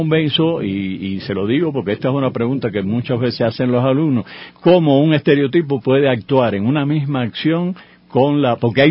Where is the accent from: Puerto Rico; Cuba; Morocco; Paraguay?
Cuba; Yo, que también soy cubano, no sentí esa ausencia.